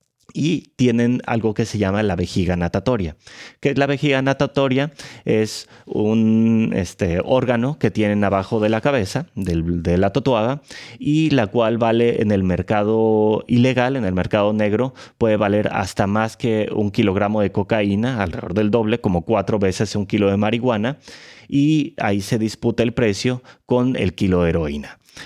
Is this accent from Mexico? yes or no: yes; Tijuana, Baja California, Mexico; also born or lived in Mexico City; yo soy nacido en la Ciudad de México, pero desde muy pequeño, alrededor de los 8 años, tuve que migrar hacia Tijuana por cuestiones de trabajo, familiar, etc.